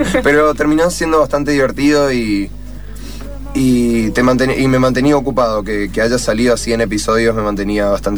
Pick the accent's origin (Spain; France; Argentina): Argentina; Corrientes; en mi primer álbum lo hice en Corrientes, que es de donde yo vengo